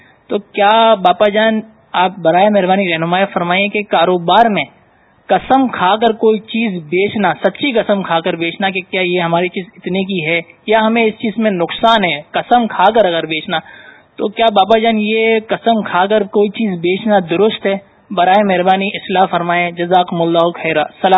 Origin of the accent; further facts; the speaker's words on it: Karachi, Sindh, Pakistan; میرا تعلق کراچی سے ہے.